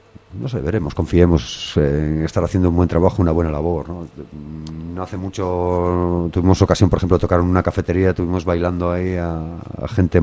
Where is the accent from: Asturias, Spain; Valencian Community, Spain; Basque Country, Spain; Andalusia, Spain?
Asturias, Spain; Gijón; Somos buena gente, ¿eh? Somos blancos, somos de Cimavía y de La Calzada, pero somos buena gente.